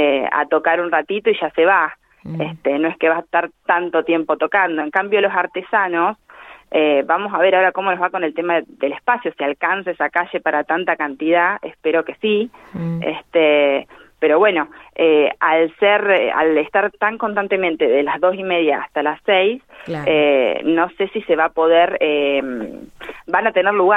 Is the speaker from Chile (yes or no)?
no; Argentina; como argentinos y tener esta gastronomía tan variada